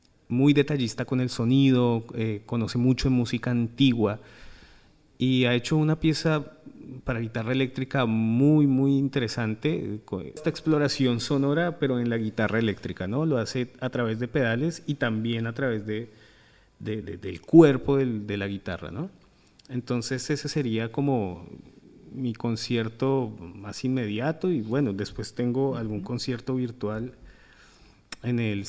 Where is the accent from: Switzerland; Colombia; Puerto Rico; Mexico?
Colombia; now in Argentina; Bueno, yo soy colombiano, vivo acá hace mucho